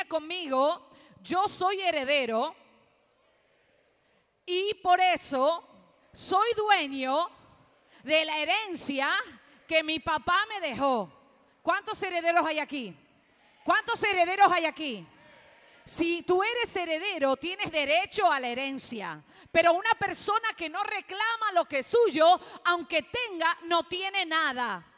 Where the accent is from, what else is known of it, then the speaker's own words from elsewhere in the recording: Argentina; born there; yo nací en Argentina, pero mis padres son italianos, mi esposo es cubano y mi hijo puertorriqueño.